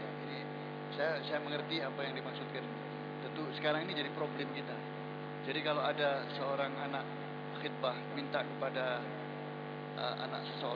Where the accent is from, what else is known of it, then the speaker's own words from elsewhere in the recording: Malang, East Java, Indonesia; Ada yang ini di daerah saya Malang, itu percaya diri bahwa dia bisa membimbing